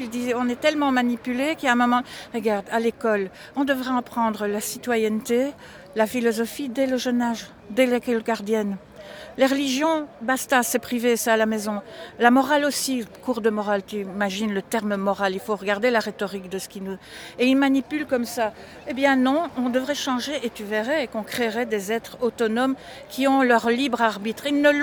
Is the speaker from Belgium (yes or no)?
yes; Belœil, Wallonia, Belgium; parce qu'on vient de Belœil et lui de plus loin